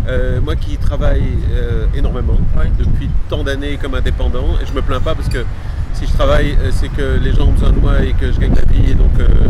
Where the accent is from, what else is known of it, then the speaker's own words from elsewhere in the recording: Belgium; now in France; Non, je suis belge.